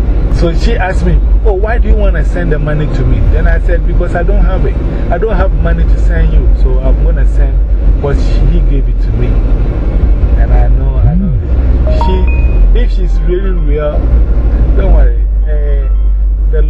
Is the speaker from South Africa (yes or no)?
no; Ghana; moved away as an adult; now in Las Vegas, United States; Because one, I am coming from Ghana to come to Las Vegas. I don't know anybody here.